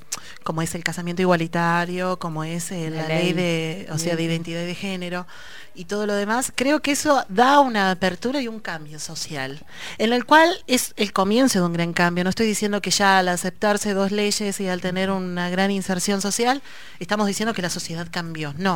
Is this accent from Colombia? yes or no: no; Ayacucho, Peru; now in La Plata, Argentina; vengo de Ayacucho a una ciudad en el cual mi experiencia dentro de todo es muy mínima